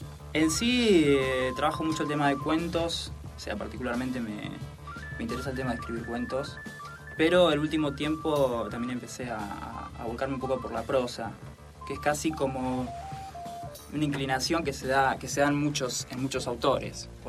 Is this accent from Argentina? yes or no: yes; Trenque Lauquen, Buenos Aires Province, Argentina; me volví a mi pueblo, yo soy de Trenquelauquen